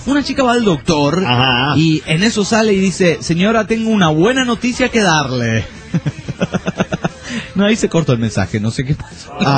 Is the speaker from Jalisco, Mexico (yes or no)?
yes; San Diego de Alejandría, Jalisco, Mexico; de Jalisco, de San Diego de Alejandría, Jalisco.